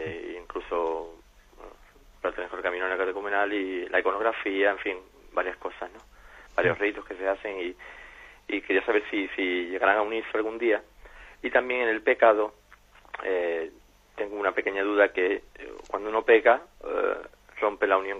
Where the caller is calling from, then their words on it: Jerez, Andalusia, Spain; de Jerez.